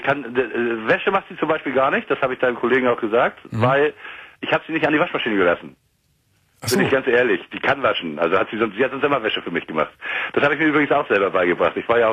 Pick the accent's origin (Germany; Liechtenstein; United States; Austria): Germany; Ahrensburg, Schleswig-Holstein; ich telefoniere mich von ziemlich weit. Also ich war noch nie in Köln, aber ich komme aus Ahrensburg bei Hamburg. Das ist Schleswig-Holstein.